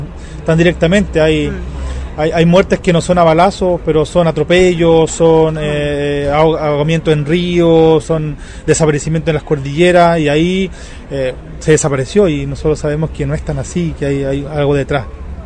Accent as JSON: {"language": "Spanish", "country": "Chile", "said": "soy mapuche lafkenche de Chile."}